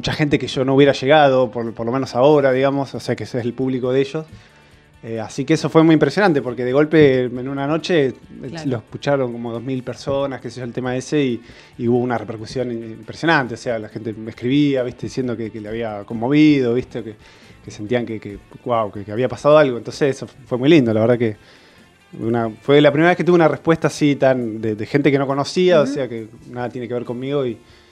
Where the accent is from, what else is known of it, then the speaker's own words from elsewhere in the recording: Mar del Plata, Buenos Aires Province, Argentina; En Mar del Plata, yo soy de Mar del Plata y no sabía bien dónde grabarlo